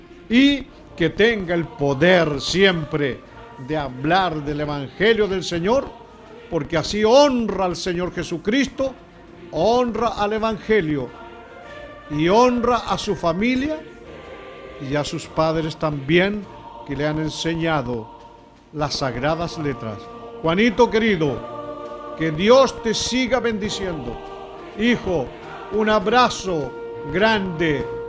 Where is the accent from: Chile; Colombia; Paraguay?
Chile; como acontece aquí en mi país, en este Chile lindo, querido.